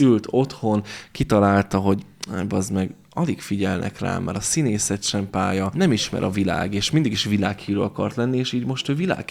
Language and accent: Hungarian; Hungary; Tehát mert hát ez mégiscsak magyarok vagyunk, hát a mi területeinket ne vegyék el.